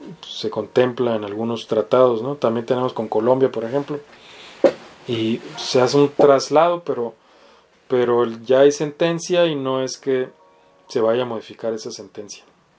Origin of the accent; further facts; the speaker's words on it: Baja California, Mexico; Digamos que una jueza, no sé, en Baja California, de donde soy yo